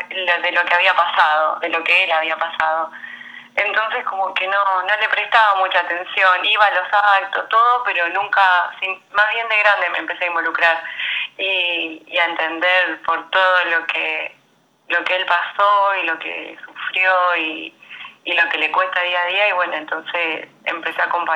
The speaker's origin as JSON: {"language": "Spanish", "town": "San Lorenzo", "country": "Argentina", "said": "Tengo 30 años, soy de San Lorenzo"}